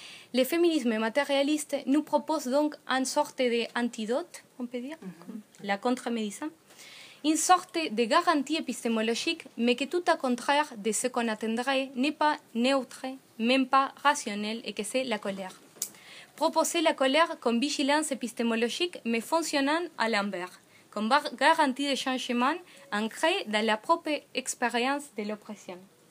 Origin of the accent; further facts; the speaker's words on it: Argentina; Je viens d'Argentine où nous sommes tous en colère.